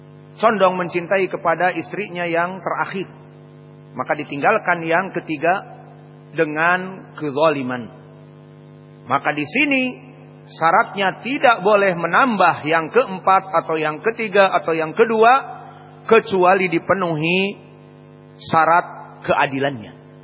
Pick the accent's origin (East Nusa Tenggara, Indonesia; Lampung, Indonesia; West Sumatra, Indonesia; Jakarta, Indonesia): West Sumatra, Indonesia; mereka takut kepada istrinya, terutama afwan seperti di tempat kita urang awak, karena matrilinealisme